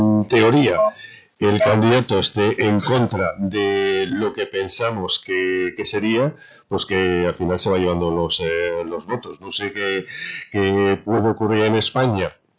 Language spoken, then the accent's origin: Spanish; Detroit, Michigan, United States; yo, por ejemplo, soy de Detroit, aquí los demócratas nos han estado mintiendo durante 30 años